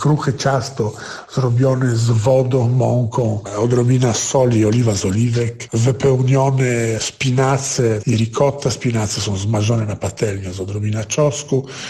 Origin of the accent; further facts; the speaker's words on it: Italy; Polish is a second language; Ale wiecie, ja jestem Włochem, także u nas co 30 kilometrów ludzi zmienią troszkę sposób interpretacji.